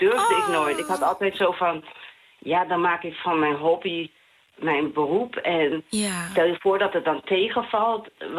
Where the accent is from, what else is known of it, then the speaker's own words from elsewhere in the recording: Curaçao; Ik zeg wel altijd van, ik kom van Curaçao.